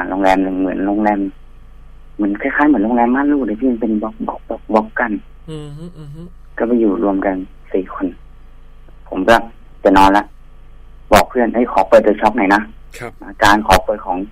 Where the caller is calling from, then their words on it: Bangkok, Thailand; กรุงเทพครับพี่พระราม3